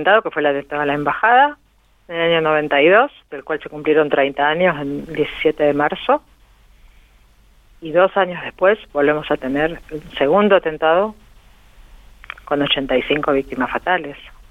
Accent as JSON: {"language": "Spanish", "country": "Argentina", "said": "nosotros como argentinos no nos tenemos que olvidar."}